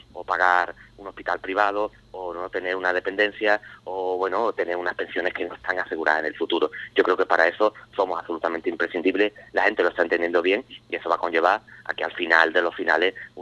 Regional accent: Medina-Sidonia, Andalusia, Spain; Yo soy de Medina, ¿no?, que es una comarca cercana, en la Janda

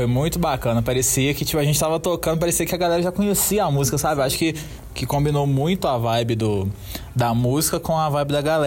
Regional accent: Três Pontas, Minas Gerais, Brazil; eu sou de Três Pontas, né? Eu sou de Minas, na terra

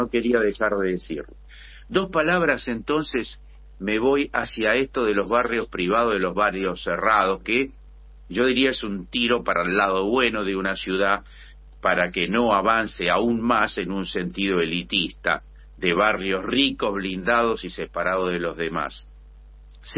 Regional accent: Buenos Aires, Argentina; no puedo dejar de plantear como porteño la preocupación

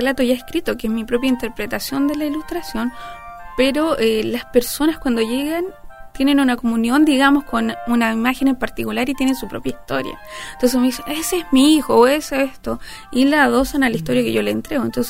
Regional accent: Santiago, Santiago Metropolitan Region, Chile; now in Valparaíso, Chile; No nací acá, yo nací en Santiago. Viví allá casi toda mi vida. Me vine hace 6 años a vivir acá a Valparaíso, enamorada.

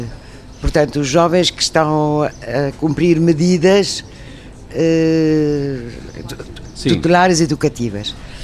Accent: Argentina; Portuguese is a second language; also born or lived in Belgium / France / England; now in Portugal; Eu nasci na Bélgica, cresci na Argentina, estudei em França, trabalhei em Inglaterra e encontrei um português e fiquei cá.

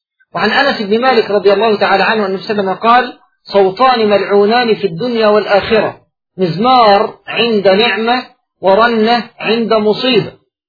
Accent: Egypt; كما هو موجود فيما يعرف عندنا في مصر بالطار البلدي

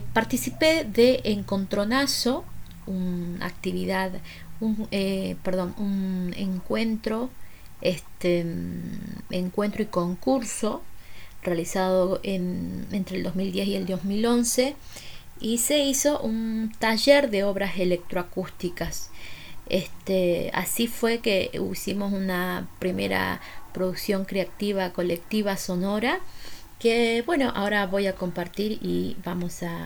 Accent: Jujuy, Argentina; moved away as an adult; Así que viajé a 1500 kilómetros de mi provincia natal.

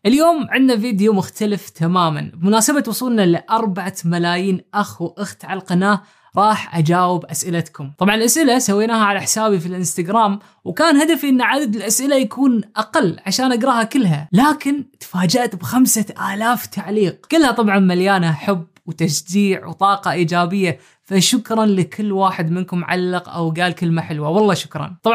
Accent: Oman; now in Turkey; عمري 31 سنة وأنا من عمان.

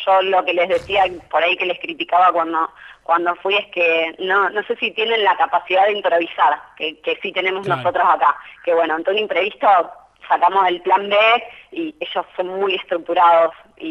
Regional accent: Rosario, Santa Fe, Argentina; ya que soy de Rosario y que tengo amigos que hace poco viajaron

